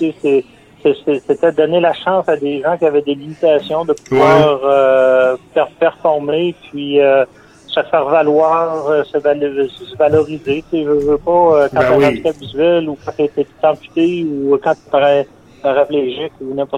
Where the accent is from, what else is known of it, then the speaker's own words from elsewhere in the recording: L'Ascension, Quebec, Canada; je me suis toujours fait un point d'honneur à dire que je venais d'Ascension